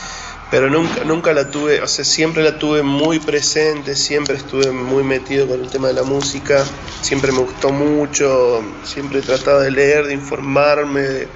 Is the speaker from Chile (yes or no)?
no; Santa Cruz, Argentina; yo soy de Santa Cruz. Y vivíamos en un pueblito que se llama Las Heras